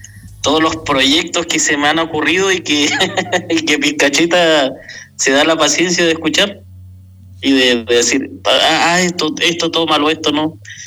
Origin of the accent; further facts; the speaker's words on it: Chile; Soy chileno, vivo al sur del mundo, vivo en la Patagonia chilena, uh-huh, en una región que se llama Magallanes.